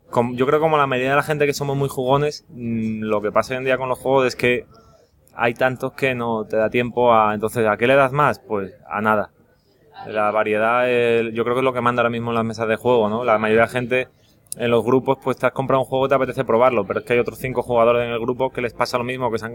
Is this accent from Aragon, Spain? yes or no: no; Oviedo, Asturias, Spain; now in Seville, Spain; Yo soy de Oviedo.